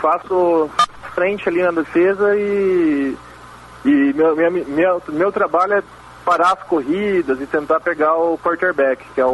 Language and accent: Portuguese; Cascavel, Paraná, Brazil; particularmente eu e mais alguns amigos meus, nós somos de Cascavel, né?